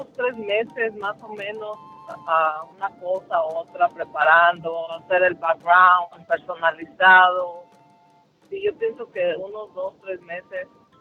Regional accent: Michoacán, Mexico; Soy originaria de Michoacán y con este año llevan 3 años que ponemos el altar.

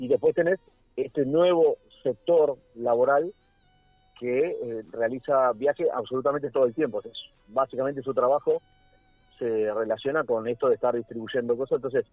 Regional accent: Argentina; Deberíamos alegrarnos como argentinos que tengamos menos fallecidos.

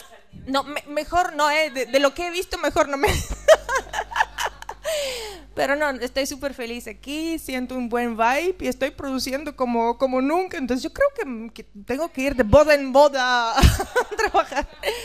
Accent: Bulgaria; Spanish is a second language; now in Tenerife, Spain; como hay una costumbre en Bulgaria, en mi país

